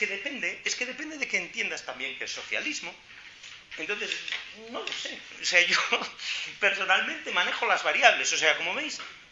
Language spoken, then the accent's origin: Spanish; Galicia, Spain; Yo soy gallego.